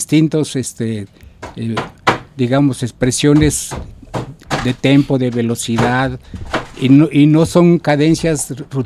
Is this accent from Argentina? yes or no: no; Mexico; si toda la vida voy a ser músico y como mexicano, tengo que saber cómo empezó la música en mi propia cultura